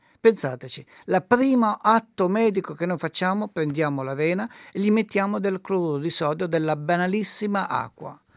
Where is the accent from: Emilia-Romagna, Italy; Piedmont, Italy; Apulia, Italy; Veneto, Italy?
Apulia, Italy; io sono della Puglia, la frutta migliore d'Italia viene dalla Puglia.